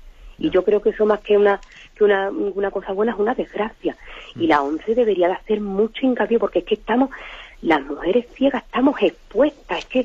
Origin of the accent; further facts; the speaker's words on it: Jerez, Andalusia, Spain; soy la muchachita de Jerez, la muchachita ciega.